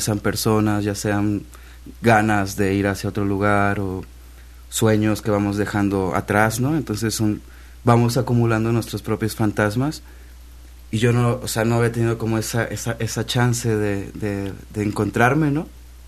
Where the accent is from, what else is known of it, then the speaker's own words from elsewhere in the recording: Pacho Viejo, Veracruz, Mexico; Sí, bueno, de un pueblo que se llama Pacho Viejo, cerca